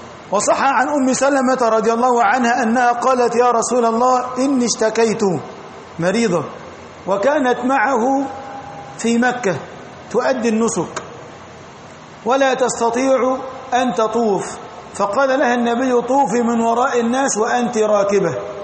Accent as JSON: {"language": "Arabic", "country": "Egypt", "said": "والطور هو الجبل الذي عندنا في مصر الذي كلم الله عليه"}